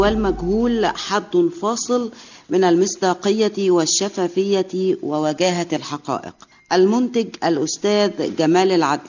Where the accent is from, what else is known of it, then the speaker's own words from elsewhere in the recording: Shubra, Cairo Governorate, Egypt; أنا من شبرا، وشبرا بتاعتنا هي اللي كنا بنروح فيها سينما الحي،